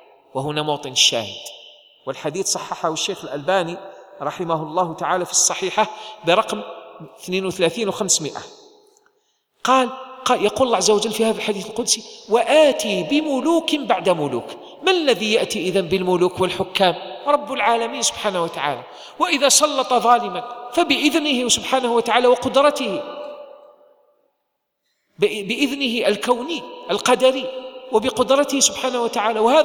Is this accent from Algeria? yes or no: yes; Algeria; نحن في بلدنا الجزائر نحن الآن نعيش نعمة عظيمة أيها الإخوة